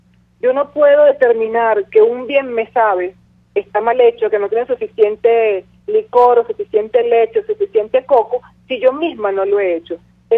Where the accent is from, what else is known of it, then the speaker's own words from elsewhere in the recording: Venezuela; yo como ciudadana venezolana, porque yo no me siento ni me considero pueblo, yo me considero ciudadana venezolana, opositora